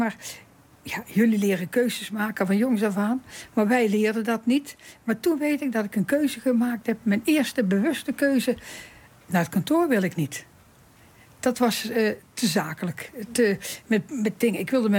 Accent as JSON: {"language": "Dutch", "town": "Rijsbergen", "region": "North Brabant", "country": "Netherlands", "tie": "born there", "said": "Ik ben geboren in Rijsbergen."}